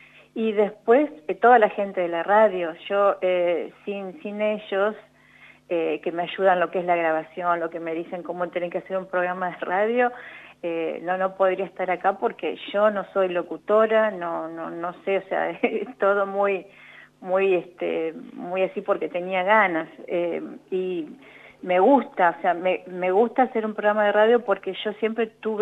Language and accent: Spanish; Santa Rosa, La Pampa, Argentina; yo soy de Santa Rosa, entonces yo dije, ¿por qué no en mi zona?